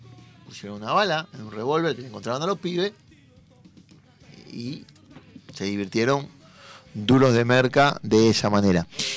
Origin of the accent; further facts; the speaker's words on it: Avellaneda, Buenos Aires Province, Argentina; Nosotros que somos de Avellaneda